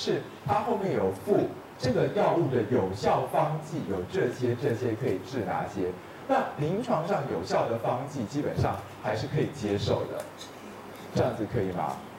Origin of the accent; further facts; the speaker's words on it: China; 就像我们中国人传抄上的错误是